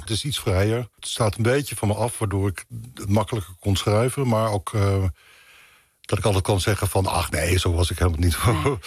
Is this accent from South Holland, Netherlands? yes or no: yes; Leiden, South Holland, Netherlands; born there; Ik ben helemaal niet geboren in Rotterdam, maar geboren in Leiden.